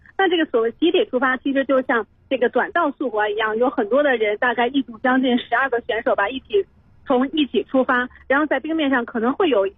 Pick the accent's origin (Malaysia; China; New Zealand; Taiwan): China